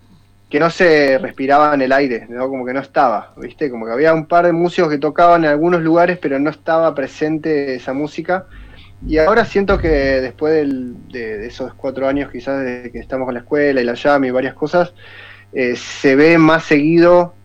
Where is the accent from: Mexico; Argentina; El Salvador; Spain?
Argentina; Bariloche, Río Negro; moved away; also born or lived in Buenos Aires; Yo soy de Bariloche, pero bueno, me fui a estudiar a Buenos Aires y en un momento la necesidad de volver a caminar estas montañas y ver estos lagos.